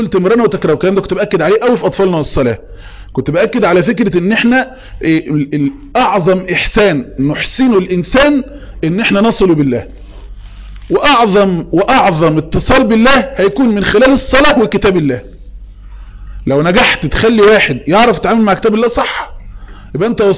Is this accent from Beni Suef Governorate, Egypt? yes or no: yes; Beni Suef, Beni Suef Governorate, Egypt; انا من مصر من بني سويف من حي الازهري